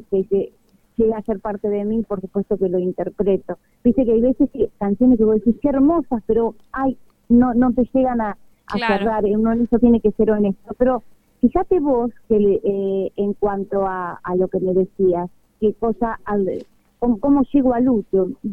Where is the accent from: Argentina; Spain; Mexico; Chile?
Argentina; Venado Tuerto, Santa Fe; Y por supuesto, tengo parte de mi familia ahí, que si Dios quiere, los voy a ver, porque ahora el 29 creo que ya viajo para allá. Y voy a Venado Tu